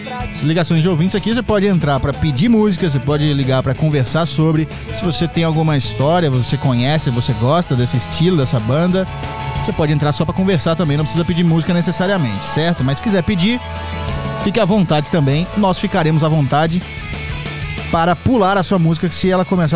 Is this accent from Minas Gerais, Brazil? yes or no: yes; Minas Gerais, Brazil; Eu sou mineiro. A minha família é do Rio, mas é de Niterói